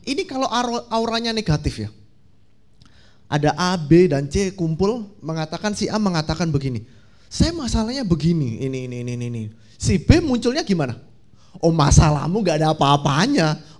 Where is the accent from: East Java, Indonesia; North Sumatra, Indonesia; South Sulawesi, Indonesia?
East Java, Indonesia; Tulungagung; Saya dari, bukan asli dari Surabaya. Saya dari Tulungagung.